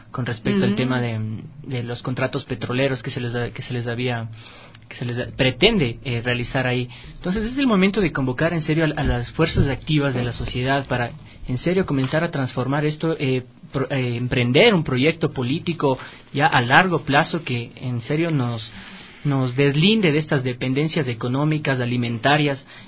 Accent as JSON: {"language": "Spanish", "country": "Ecuador", "said": "Somos capaces los ecuatorianos de en serio reafirmar una revolución"}